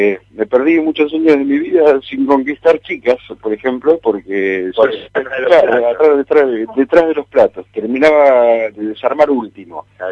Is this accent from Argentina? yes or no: yes; Puerto Madryn, Chubut, Argentina; born there; Soy nacido en Madryn